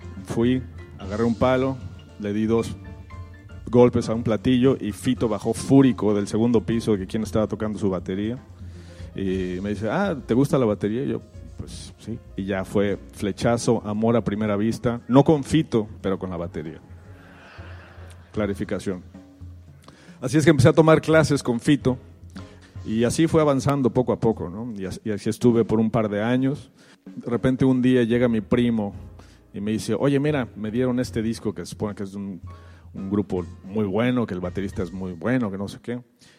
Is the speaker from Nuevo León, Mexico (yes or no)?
no; Mexico City, Mexico; born there; Yo empecé a tocar, bueno, nací en Ciudad de México y empecé a tocar batería a los 5 años